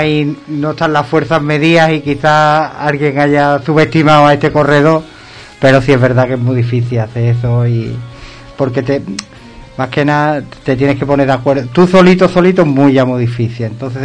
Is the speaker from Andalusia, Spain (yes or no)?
yes; Ubrique, Andalusia, Spain; no es porque sea mi pueblo, pero Ubrique desde el cielo todavía es más bonito